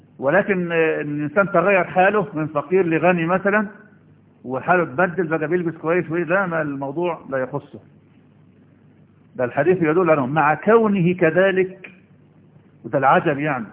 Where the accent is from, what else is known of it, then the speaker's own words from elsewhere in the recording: Egypt; ما عندنا في مصر